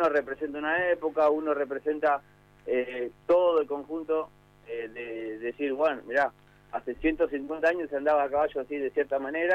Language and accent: Spanish; Berazategui, Buenos Aires Province, Argentina; nosotros somos de Brazategui